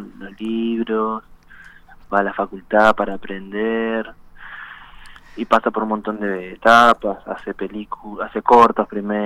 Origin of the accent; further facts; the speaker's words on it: Bariloche, Río Negro, Argentina; moved away as an adult; desde que me fui a estudiar cine a La Plata, que salí de ahí de Bari y me vine acá.